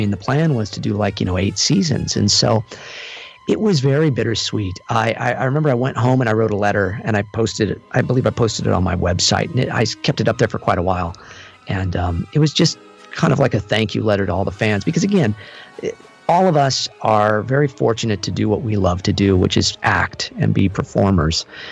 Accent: Santa Barbara, California, United States; I was living in Santa Barbara, which is my hometown. I was living there at the time

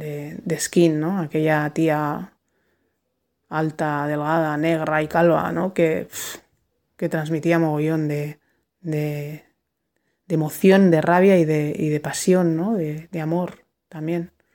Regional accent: Vitoria-Gasteiz, Basque Country, Spain; now in Bilbao, Spain; Ya me fui de Gasteiz, que es mi ciudad de origen, y conocí a Gong, el bajista de … de mi primer grupo, y me vine a Bilbo a vivir.

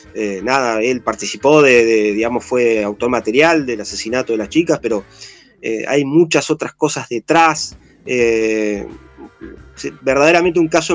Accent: Cipolletti, Río Negro, Argentina; yo soy oriundo de Chipoletti, yo vivía allí todavía.

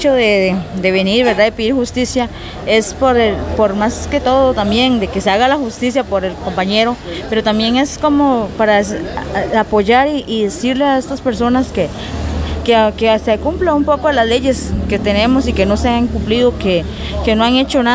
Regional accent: Cabagra, Puntarenas, Costa Rica; yo vengo del territorio de Cabagra.

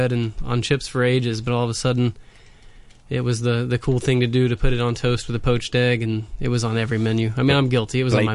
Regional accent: United States; You know, as an American, it's usually mayonnaise-based

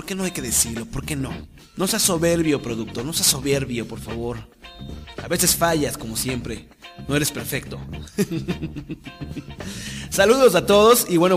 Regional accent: Mexico; soy mexicano, ya no puedo transitar por México

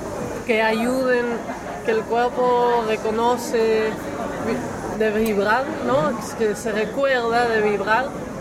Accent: Netherlands; now in Argentina; Soy holandesa.

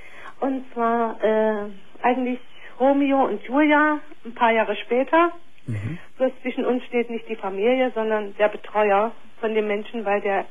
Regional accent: East Germany, Germany; Ich komme aus dem Osten.

